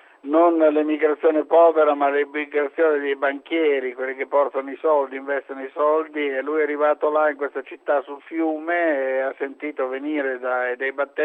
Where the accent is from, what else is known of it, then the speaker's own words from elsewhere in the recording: Bologna, Emilia-Romagna, Italy; born there; Io sono nato nel 1938 a Bologna, e quindi è evidente che, essendo nato praticamente nel periodo immediatamente prebellico, ho trascorso i primi anni della mia esistenza, per motivi proprio bellici, sfollato in campagna.